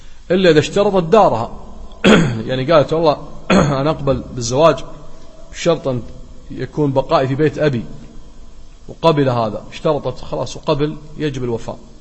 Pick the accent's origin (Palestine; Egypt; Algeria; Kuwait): Kuwait; وذاك أكثر حالات الطلاق عندنا في الكويت والنسب عالية جدا